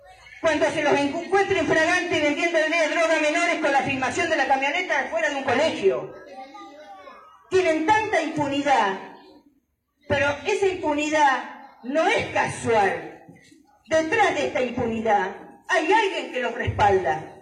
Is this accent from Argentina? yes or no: yes; Mar del Plata, Buenos Aires Province, Argentina; yo vengo de Mar del Plata, allá hay muchísimos grupos de chicas que se juntan, muchísimos.